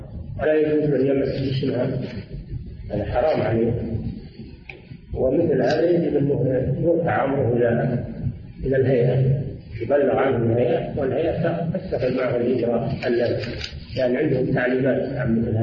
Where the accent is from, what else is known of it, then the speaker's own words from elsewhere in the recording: Riyadh, Riyadh Province, Saudi Arabia; نزل على بلدنا الرياض ولم ينزل على البلاد الأخرى